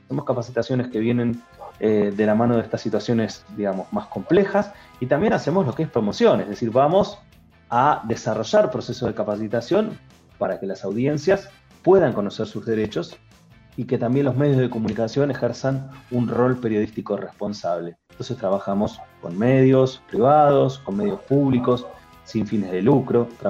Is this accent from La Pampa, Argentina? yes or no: no; Bahía Blanca, Buenos Aires Province, Argentina; como yo soy de Bahía Blanca, había solamente dos señales